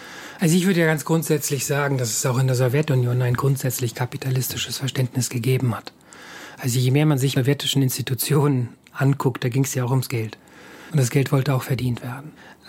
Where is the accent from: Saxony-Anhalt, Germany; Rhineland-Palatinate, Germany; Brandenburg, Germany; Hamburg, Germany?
Hamburg, Germany; now in Estonia; ich komme aus Hamburg, in Hamburg leben ja sehr viel mehr Menschen als hier in ganz Estland, ne?